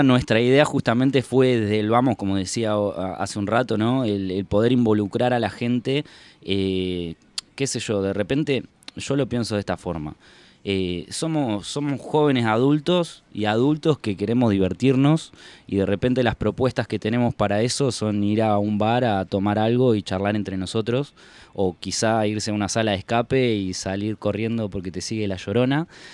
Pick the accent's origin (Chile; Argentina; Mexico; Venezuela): Argentina; Entre Ríos; cuando vine acá de Entre Ríos, yo soy entrerriano, vine de Entre Ríos para acá